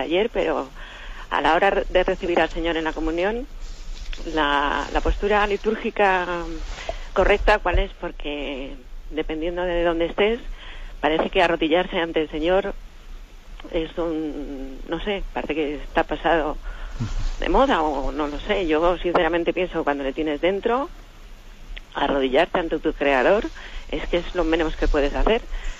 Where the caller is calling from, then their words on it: Alcobendas, Community of Madrid, Spain; de Alcobendas.